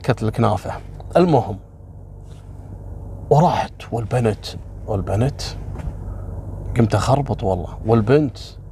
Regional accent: Kuwait; قصة حصلت عندنا في الكويت في السبعينات

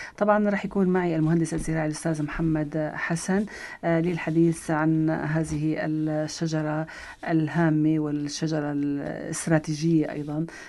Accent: Syria; نعم، موجود عندنا بسوريا هيدا.

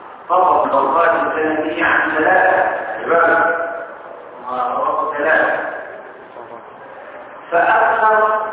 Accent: Egypt; عندنا في مصر

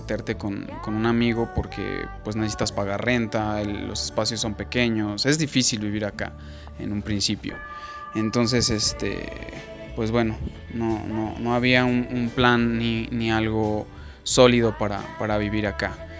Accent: Aguascalientes, Mexico; Yo soy originario de Aguascalientes. Ahí viví toda la mayor parte de mi vida. Y pues bueno, también ahí es en donde me formé como actor, como profesional.

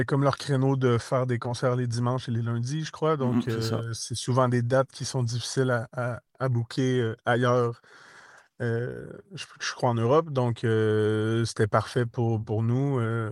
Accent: Quebec, Canada; vous êtes conscient qu'on vient du Québec, donc il y a quand même un 6 000 km

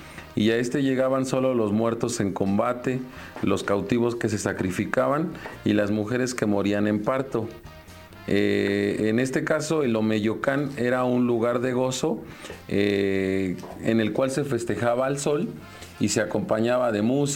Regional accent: Mexico; algo que te comento que es muy tradicional en mi país es que el culto a la muerte no es algo nuevo

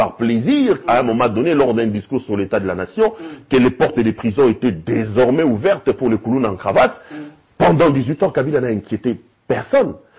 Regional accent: Kinshasa, DR Congo; J'ai grandi à Bandal, à l'époque, Bandal était encore dans le sang, jeune homme de Bandal, branché

